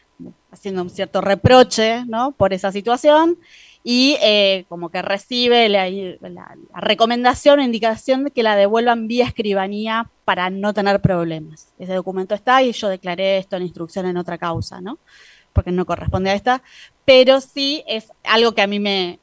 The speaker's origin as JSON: {"language": "Spanish", "region": "Córdoba", "country": "Argentina", "tie": "born or raised there", "said": "Crecí en Córdoba, básicamente"}